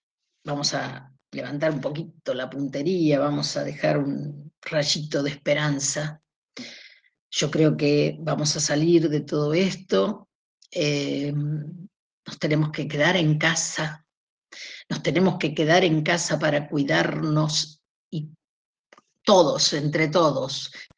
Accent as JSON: {"language": "Spanish", "region": "Buenos Aires", "country": "Argentina", "tie": "born there", "said": "Y ahora aparece mi parte porteña, porque yo en realidad nací en Capital Federal."}